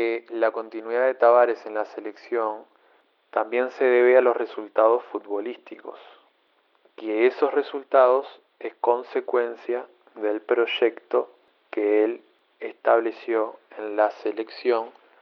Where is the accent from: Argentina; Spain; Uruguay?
Uruguay; simplemente como buen uruguayo lo vivo, lo disfruto y lo sufro al fútbol